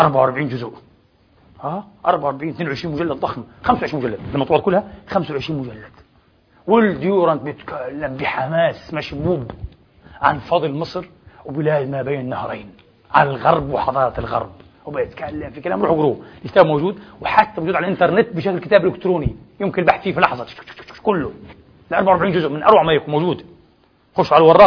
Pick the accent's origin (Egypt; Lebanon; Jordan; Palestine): Palestine; ليش أنا كفلسطيني بيزعلني إني أنتقص من مصر أو تونس أو ليبيا